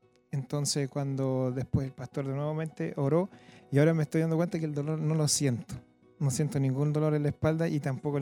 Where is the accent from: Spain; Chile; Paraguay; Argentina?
Chile; Bulnes, Ñuble; Nosotros venimos de Bulnes, de justo que se está abriendo en Bulnes